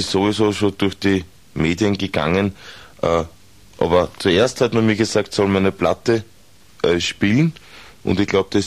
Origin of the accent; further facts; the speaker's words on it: Austria; wir brauchen uns als Österreicher, als Österreicherinnen, eigentlich brauchen wir uns überhaupt nicht aus dem Land rausbewegen